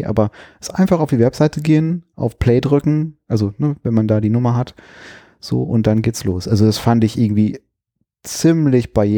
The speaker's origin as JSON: {"language": "German", "region": "North Rhine-Westphalia", "country": "Germany", "tie": "born or raised there", "said": "also ich bin in NRW aufgewachsen"}